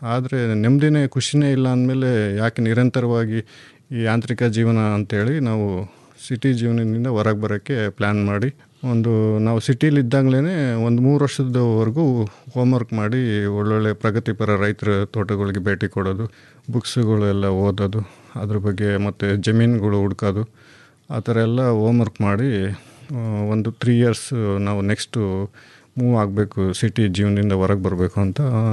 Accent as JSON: {"language": "Kannada", "town": "Hiriyur", "region": "Karnataka", "country": "India", "said": "ಮೂಲತಃ ನಾವು ಚಿತ್ರದುರ್ಗ ಜಿಲ್ಲೆ ಹಿರಿಯೂರವರು, ಕೃಷಿ ಕುಟುಂಬದವರು. ನಮ್ಮ ತಂದೆ ತಾಯಿ ಕೃಷಿ ಹಿನ್ನೆಲೆಯವರು. ನಾವು ಎಜುಕೇಷನ್ ಆದಮೇಲೆ 7 ನಮ್ಮ ವಕೀಲಿ ವೃತ್ತಿನ ಬೆಂಗಳೂರಲ್ಲಿ ಸ್ಟಾರ್ಟ್ ಮಾಡಿದ್ವಿ."}